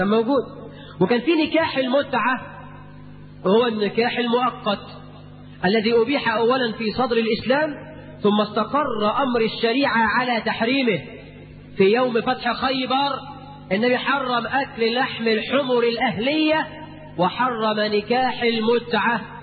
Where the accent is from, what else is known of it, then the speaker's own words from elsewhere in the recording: Egypt; قرات في جريده جريده في هنا عندنا في مصر